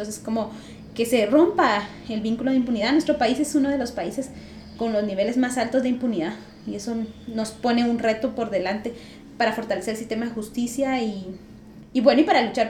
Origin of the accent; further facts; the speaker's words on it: Guatemala; como pueblo guatemalteco nos interesemos por ese proceso también